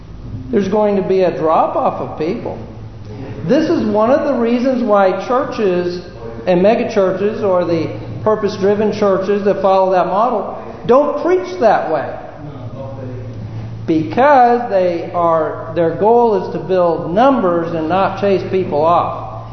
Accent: California, United States; Remember that one of the challenges, of course, didn't affect me much because I came from California.

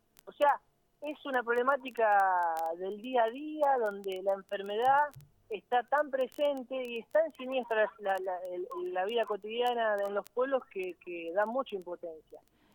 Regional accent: Capitán Bermúdez, Santa Fe, Argentina; born there; Yo nací en Capitán Bermúdez, y es una ciudad

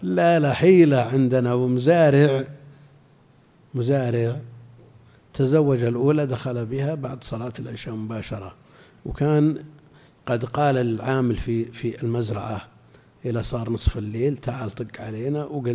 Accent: Al-Qassim, Saudi Arabia; لا عندنا في القصيم كثير

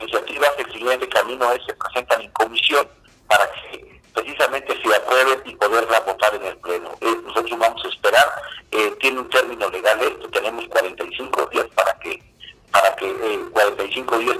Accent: Poza Rica, Veracruz, Mexico; es un gusto saludarte y a todos los que escuchas allá en mi ciudad Poza Rica, y desde luego toda la zona norte del estado

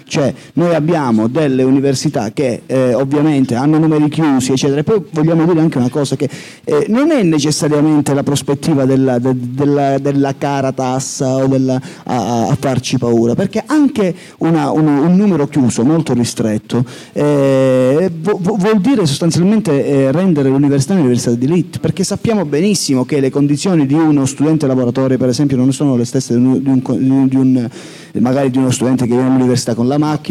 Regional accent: Santa Severina, Calabria, Italy; Cioè io a Santa Severina, il mio paese, non è che veda più di 500 persone

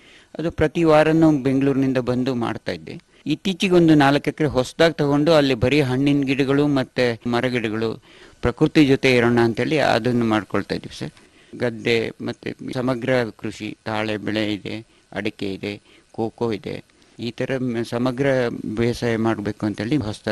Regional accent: Aigur, Karnataka, India; also born or lived in Bangalore; ನಾವು ಇಲ್ಲೇ ಹುಟ್ಟಿ ಬೆಳೆದಿದ್ದು ಸಕಲೇಶ್ಪುರ ತಾಲೂಕು ಈ ಐಗೂರು ಗ್ರಾಮದ ಹಳ್ಳಿಗದ್ದಿನಲ್ಲಿ. ಬಾಲ್ಯ ದಿನಗಳಲ್ಲಿ ಆವಾಗ ಬಹಳ ಕಷ್ಟ ದಿನಗಳಿದ್ದವು. ಹಾಗಾಗಿ ಬೆಂಗಳೂರು ಸಿಟಿ ಹೋಗ್ಬೇಕಾದ ವ್ಯವಸ್ಥೆ ಬಂತು.

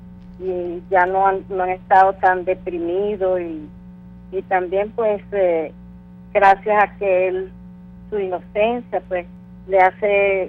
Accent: Acarigua, Portuguesa, Venezuela; ya que somos de Acarigua, estado Portuguesa, ¿verdad?

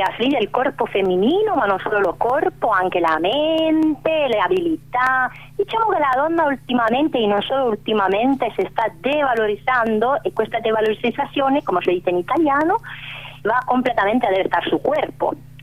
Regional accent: Argentina; Italian is a second language; Vengo dall'Argentina, come voi sapete

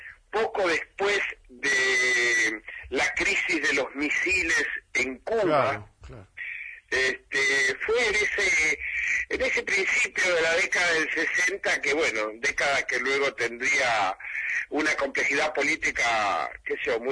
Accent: Tandil, Buenos Aires Province, Argentina; born there; Yo nací en Tandil, efectivamente, así es.

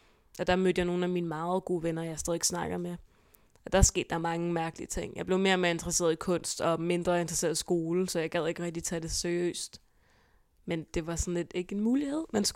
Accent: Hvidovre, Capital Region of Denmark, Denmark; born there; jeg blev født på Hvidovre Hospital i den 6. november i 2000

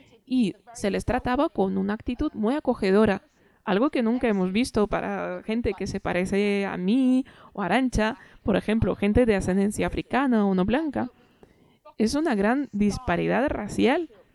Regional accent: Trinidad & Tobago; now in United Kingdom; alguien como yo, que soy migrante y vengo de Trinidad y Tobago, mi país fue colonizado por Inglaterra.

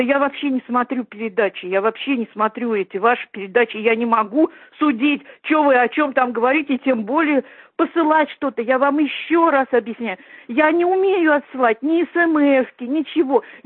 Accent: Russia; Я русская, я родилась в России. И здесь всю жизнь прожила. Я никогда еврейкой я не была.

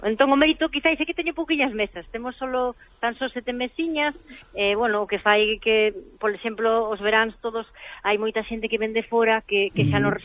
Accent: Galicia, Spain; Para min, o maior orgullo que teño como cociñeira, como galega

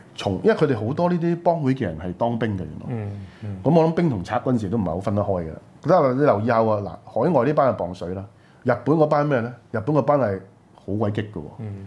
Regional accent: Guangdong, China; 我哋廣東人最出名啦，詹天佑，中國鐵路之父

